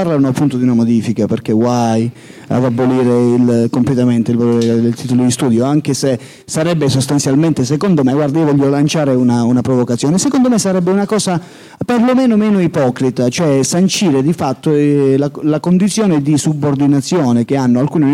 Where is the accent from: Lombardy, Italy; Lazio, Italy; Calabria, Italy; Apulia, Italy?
Calabria, Italy; Santa Severina; Cioè io a Santa Severina, il mio paese, non è che veda più di 500 persone